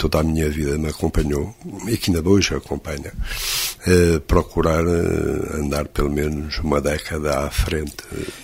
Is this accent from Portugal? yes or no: yes; Coimbra, Centro, Portugal; Eu fui criado em Coimbra, depois aqui com o internato.